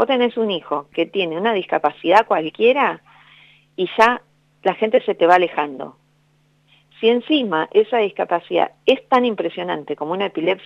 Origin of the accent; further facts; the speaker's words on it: Buenos Aires, Argentina; yo soy de Buenos Aires y soy porteña, pero muy porteña. Soy de Parque Patricio, hincha Huracán, ¿entendés? Tengo el río acá en unas cuadras